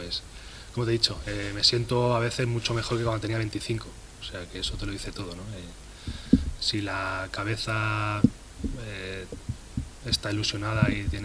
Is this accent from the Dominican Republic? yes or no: no; Catalonia, Spain; los dos somos catalanes, si eso te vale